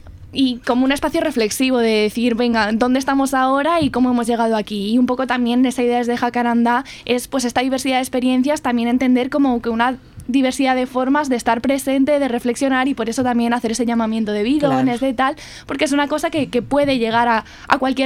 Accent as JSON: {"language": "Spanish", "country": "Spain", "tie": "born or raised there", "said": "yo me crié en España, pero toda mi familia es uruguaya. Mira. De hecho, eso, familia exiliada, y bueno, ya mi madre una migración más económica cuando, justo antes de que yo naciese"}